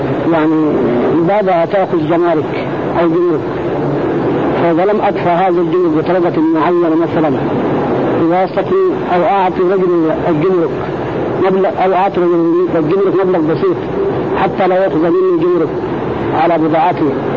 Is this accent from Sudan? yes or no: yes; Sudan; عندنا في السودان يأتينا شباب من مناطق مختلفة